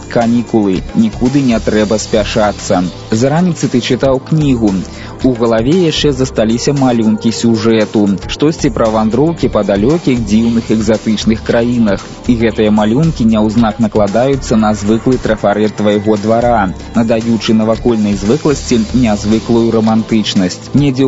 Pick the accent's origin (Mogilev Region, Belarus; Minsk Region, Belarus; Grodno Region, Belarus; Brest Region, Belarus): Minsk Region, Belarus; Zhodzina; born there; Бо мой дзед быў начальнікам чыгуначнай станцыі ў Жодзіна. Мой бацька і без час жыве ў Жодзіна, і я нарадзіўся ў Жодзіна, это вот ўжо 3 пакаленні.